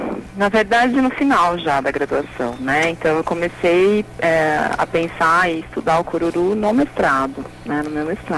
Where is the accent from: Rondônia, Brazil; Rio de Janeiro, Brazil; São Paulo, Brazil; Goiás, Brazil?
São Paulo, Brazil; moved away as an adult; now in Araraquara, Brazil; Verdade, eu sou de São Paulo, vim estudar Ciências Sociais em Araraquara, né? Isso já tem 10 anos.